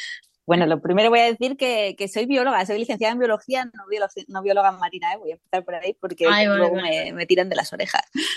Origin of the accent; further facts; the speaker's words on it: Gijón, Asturias, Spain; yo soy de Gijón, homologada de Gijón de toda la vida, y así que estar en contacto con la mar vino de la mano desde pequeñina